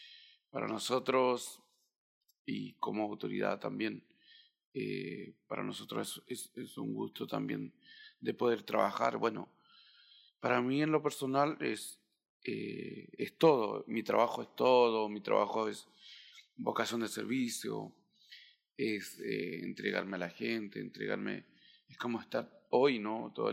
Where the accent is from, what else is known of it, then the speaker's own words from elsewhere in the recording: Cholchol, Araucanía, Chile; vengo de la comuna de Cholchol, la número 32, ahí de la región de la Araucanía, y bueno, de la comuna de Cholchol. Tengo 33 años